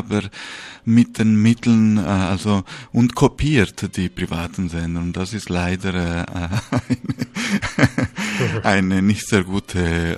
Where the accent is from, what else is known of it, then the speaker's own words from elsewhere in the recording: Spain; now in Switzerland; Ich bin Schweizer Bürger, in Spanien geboren, aufgewachsen.